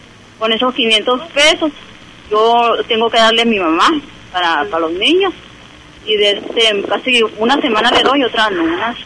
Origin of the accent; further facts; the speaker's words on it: Nacozari, Sonora, Mexico; now in Hermosillo, Mexico; Yo vengo desde Nacozari, allá vivíamos nosotros desde Y también era casa de material allá con mi mamá. Ya cuando mi papá trabajaba afuera, pues nos vinimos a vivir para acá, para Hermosillo.